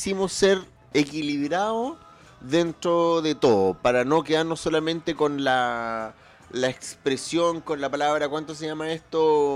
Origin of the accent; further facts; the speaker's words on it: Chile; Porque el despelote, como buenos chilenos